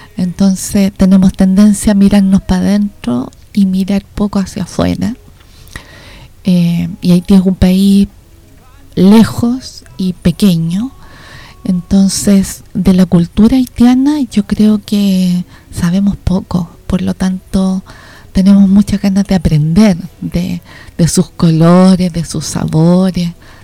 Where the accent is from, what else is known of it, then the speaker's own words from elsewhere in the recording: Chile; También como chilenos vivimos una diáspora producto de la dictadura